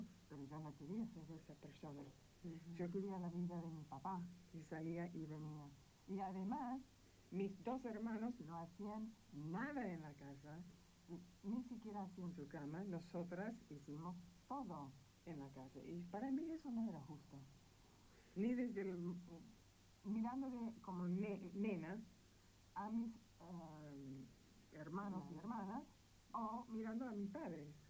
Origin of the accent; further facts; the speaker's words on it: Texas, United States; also born or lived in Panama; Bueno, después mi papá se jubiló y se mudaron a un lugar en Texas, desde donde es mi mamá. Mi papá, del estado de Washington. Así, no soy de ninguna ciudad. Soy de Texas, digamos.